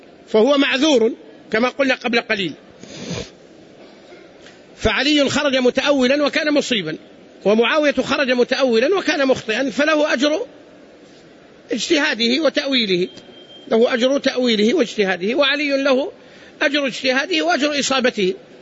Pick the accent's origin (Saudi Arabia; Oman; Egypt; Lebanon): Saudi Arabia; عندنا هنا مثلا في المملكة لهجتنا تختلف عن لهجة أهل مصر مثلا